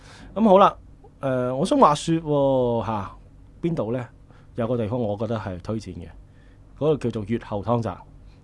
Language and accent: Cantonese; Hong Kong; 我記得那時候去呢，我說我香港人，他問多我幾句，幾好招呼啊。